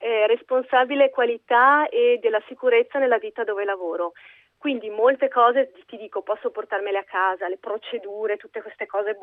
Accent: Isola Vicentina, Veneto, Italy; Allora, quando torno a casa sono nella provincia di Vicenza. È un paesino

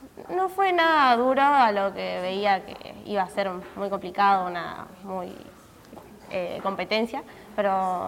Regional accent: Cañuelas, Buenos Aires Province, Argentina; No, de Cañuelas éramos nosotros.

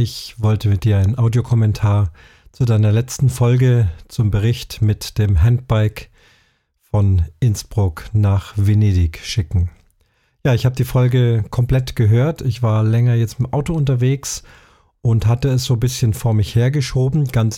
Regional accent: Munich, Bavaria, Germany; alles, was beschrieben ist, von München, meiner Heimatstadt, angefangen.

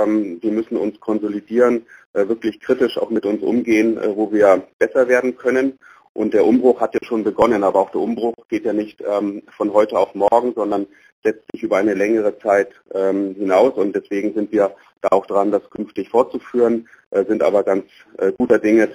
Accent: Bavaria, Germany; Die fränkische Herkunft natürlich, wobei, soweit ich weiß, Lothar Matthäus Mittelfranke ist und ich bin Oberfranke.

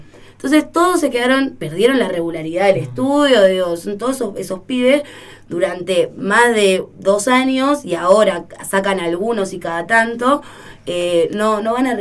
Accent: Merlo, Buenos Aires Province, Argentina; Nosotros somos de Merlo

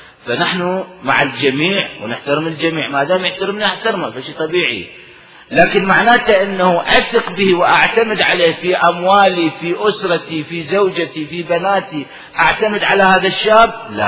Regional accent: Iraq; moved away; طلعونا احنا العراقيين، طلعونا من العراق صدام لعنة الله عليه وزمرة صدام البعثين، طلعونا من العراق ولا نملك شيئا

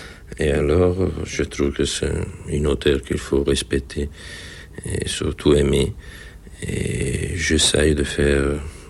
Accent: Italy; French is a second language; les choses que les Américains ont fait chez nous en Italie sont beaucoup plus courageuses que les choses que nous avons faites

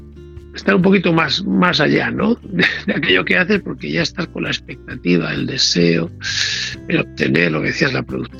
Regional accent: Ávila, Castile and León, Spain; tú y yo somos de Ávila

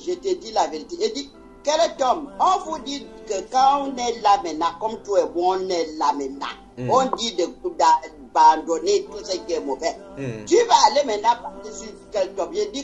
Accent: Libreville, Estuaire, Gabon; je suis né à Libreville centre et on a grandi à Libreville.

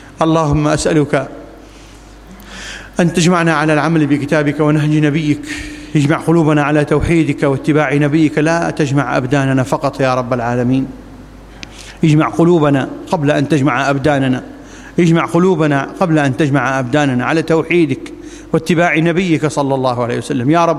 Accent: Iraq; اللهم ابسط الأمن والأمان في بلادنا العراق خاصة

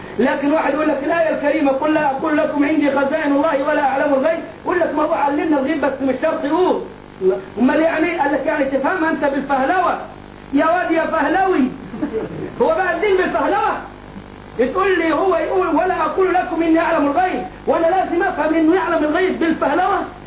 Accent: Egypt; ولا زي الراجل عندنا في مصر يقول لك

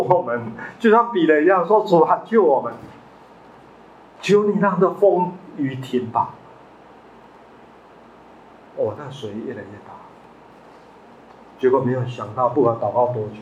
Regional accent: Taitung County, Taiwan; 我小时候在台东，大家知道花莲台东吗？我在那边出生成长，我的故乡妈妈是彰化二水中部人，爸爸是云林东人，我的祖父跟父母亲就搬到台东，光复以前我在台东出生，

